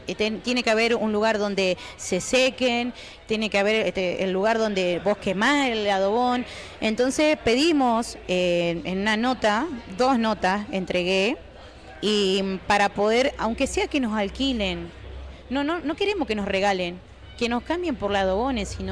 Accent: Toay, La Pampa, Argentina; Nosotros somos de Toay.

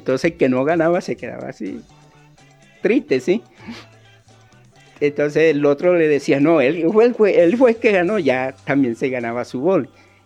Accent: Cartagena, Bolívar, Colombia; born there; en Cartagena, te hablo de Cartagena porque es la ciudad donde nací

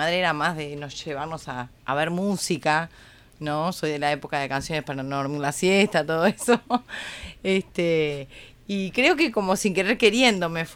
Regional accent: Uruguay; Pero también para nosotros como actores uruguayos, que hay muy poca experiencia en lo audiovisual

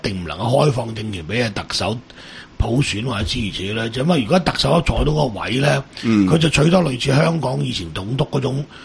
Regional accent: Macau; 嗰班人係睇住我哋澳門人嘅

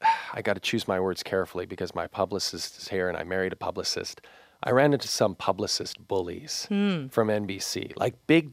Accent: Canada; But more than that, I'm from Canada and I like Canadian sports.

